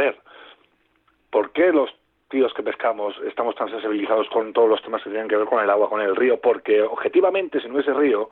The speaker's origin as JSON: {"language": "Spanish", "town": "Guadalajara", "region": "Castilla-La Mancha", "country": "Spain", "said": "Mira, yo soy de Guadalajara."}